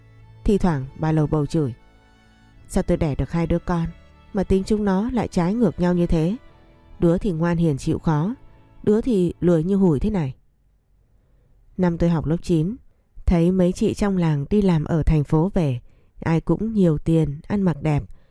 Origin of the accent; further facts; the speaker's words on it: Cao Bằng, Vietnam; Tôi sinh ra và lớn lên ở Cao Bằng. Bố mẹ tôi làm nông nên vất vả, và nhà tôi nghèo lắm.